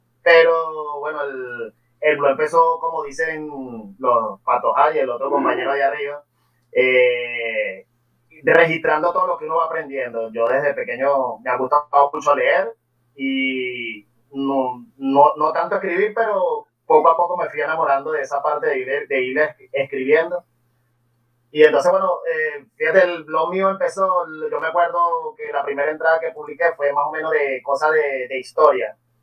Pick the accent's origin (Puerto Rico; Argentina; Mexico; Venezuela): Venezuela; Sobre todo aquí en Venezuela, yo soy de Venezuela.